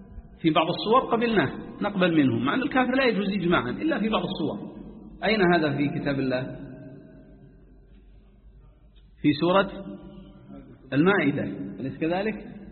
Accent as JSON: {"language": "Arabic", "town": "Jeddah", "region": "Makkah Province", "country": "Saudi Arabia", "said": "أظن بعض الكتاب عندنا في جدة"}